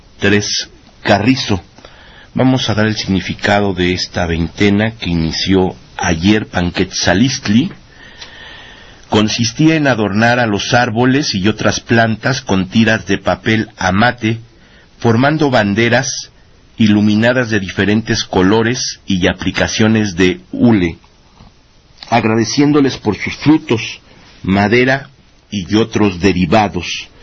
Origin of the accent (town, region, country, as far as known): Mexico